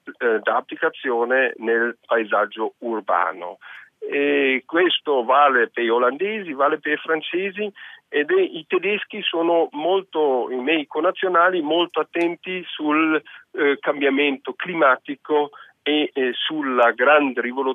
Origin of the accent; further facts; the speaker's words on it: Germany; Italian is a second language; Ecco, io non cito da buon tedesco, non voglio citare subito la Germania